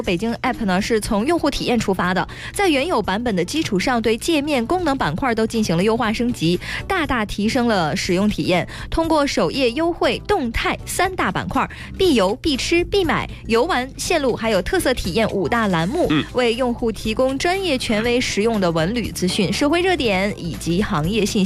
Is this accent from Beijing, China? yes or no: no; Heilongjiang, China; 我的老家，我的老家。